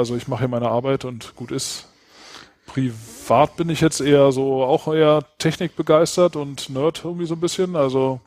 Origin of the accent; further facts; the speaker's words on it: Berlin, Germany; komme ursprünglich aus Berlin. Aber im Moment wohne ich auch hier, wo Peter Mende auch wohnt, in Dessau